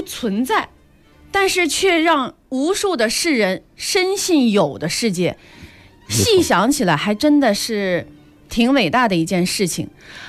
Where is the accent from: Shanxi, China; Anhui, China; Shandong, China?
Anhui, China; 我们安徽的班底哈